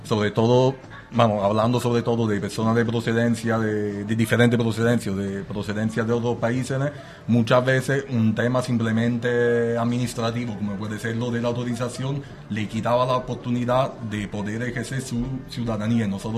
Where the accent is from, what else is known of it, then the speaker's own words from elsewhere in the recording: Italy; now in Spain; yo siendo italiano intento estar al tanto de lo que pasa ahí también